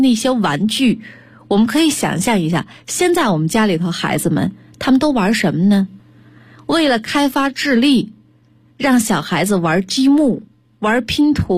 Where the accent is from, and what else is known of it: China